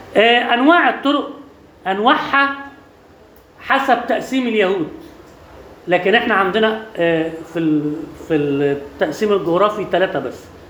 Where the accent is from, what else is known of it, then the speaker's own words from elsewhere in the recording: Alexandria, Alexandria Governorate, Egypt; عندنا في اسكندرية المناطق القديمة